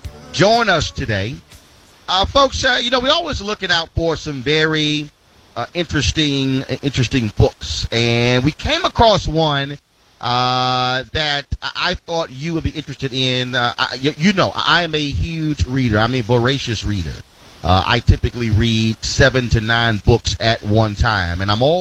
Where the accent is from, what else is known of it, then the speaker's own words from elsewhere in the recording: Houston, Texas, United States; Gerald is a professor of history and African American studies in my hometown, Houston, Texas.